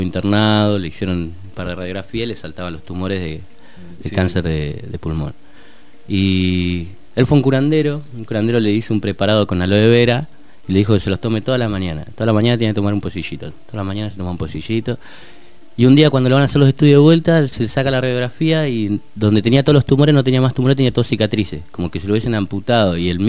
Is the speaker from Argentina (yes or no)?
yes; Argentina; yo vengo de Argentina y lo que quiero hacer es entrar acá, yo vine para conocer esto